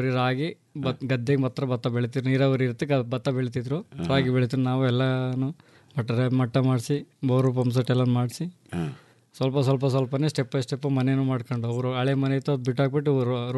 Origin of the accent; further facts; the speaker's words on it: Karnataka, India; ನಾವು ಕಾಪ್ನಲ್ಲಿ, ಬುಕ್ಕನಕೆರೆ ಹೋಬಳಿ, ಕೆಆರ್ಪೇಟೆ ತಾಲೂಕು, ಮಂಡ್ಯ ಜಿಲ್ಲೆ.